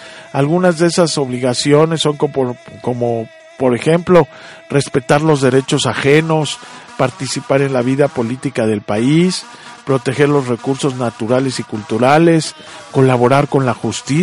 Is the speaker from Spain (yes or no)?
no; Mexico; nosotros como mexicanos, la verdad es que tenemos que obedecer todas las leyes que están ahí, servir y defender a la patria